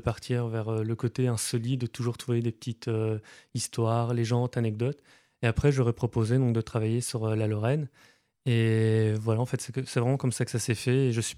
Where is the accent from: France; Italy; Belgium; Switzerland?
Belgium; quand j'étais chez moi en Belgique